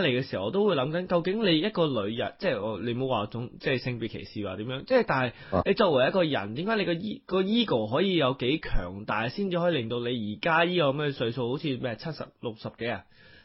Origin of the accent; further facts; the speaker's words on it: Australia; 咁我哋今日都 predict 咗少少呢啲即係我哋澳洲人啦